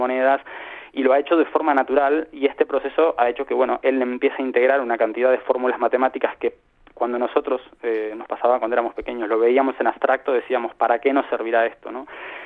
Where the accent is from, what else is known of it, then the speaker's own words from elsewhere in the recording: Uruguay; also born or lived in Valencia; now in Spain; Nosotros decimos que hemos hecho 3 emigraciones. La primera, cuando vinimos desde Uruguay, bueno, probablemente buscando nuestras raíces españolas.